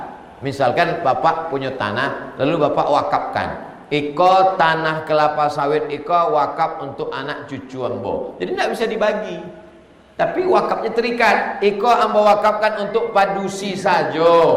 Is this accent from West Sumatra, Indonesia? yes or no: yes; West Sumatra, Indonesia; Saya orang Minang, punya anak laki-laki dan perempuan.